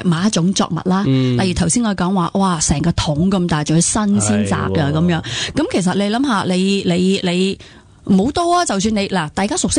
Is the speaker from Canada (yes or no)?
no; China; 我哋身为中国人咧，我哋用咁多中草药咧